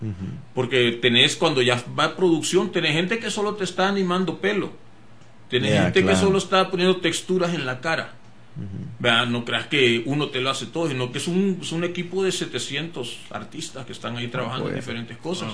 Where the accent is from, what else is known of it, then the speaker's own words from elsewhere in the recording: El Salvador; Pues yo crecí con eso en El Salvador.